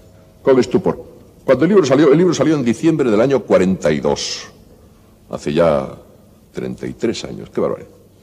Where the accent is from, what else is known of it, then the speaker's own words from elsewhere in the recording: Spain; yo soy enamorado de España, yo me precio de ser uno de los españoles que mejor conocen nuestro propio país.